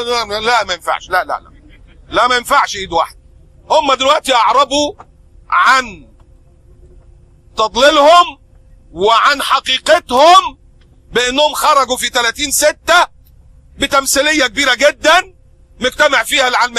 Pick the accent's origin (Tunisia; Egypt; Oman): Egypt; في عندنا في مصر الناس بتشرب عصير برسيم، مش بياكلوا برسيم